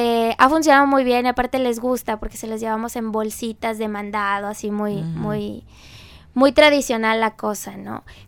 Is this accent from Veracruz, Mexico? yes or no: yes; Tantoyuca, Veracruz, Mexico; Es chocolate de Tanto Yuca. De allá soy yo. Mi abuelita lo hizo, Tanto Yuca, Veracruz, así es